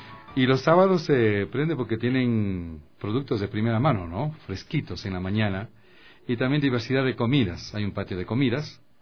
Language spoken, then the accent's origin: Spanish; Quito, Pichincha, Ecuador; Somos de Chimbacalle.